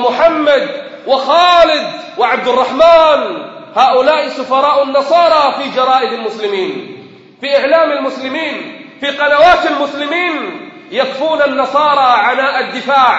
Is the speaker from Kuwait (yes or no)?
yes; Kuwait; عندنا في الكويت